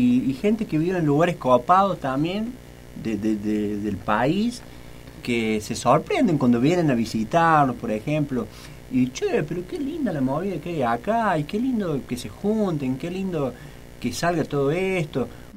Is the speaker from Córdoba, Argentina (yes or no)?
yes; Río Cuarto, Córdoba, Argentina; nosotros vinimos, lo venimos haciendo de Río Cuarto, en el patio de casa